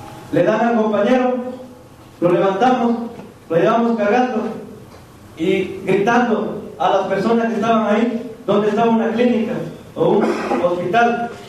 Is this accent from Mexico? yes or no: yes; Mexico; Pero gozamos como ciudadanos mexicanos de tener unas autoridades cómplices